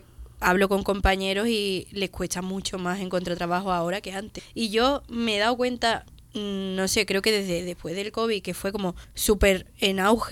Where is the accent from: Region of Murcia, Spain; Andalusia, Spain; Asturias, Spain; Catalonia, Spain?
Andalusia, Spain; Cádiz; now in Madrid, Spain; Soy de Cádiz, ¿sabes? Que tengo toda mi familia ahí.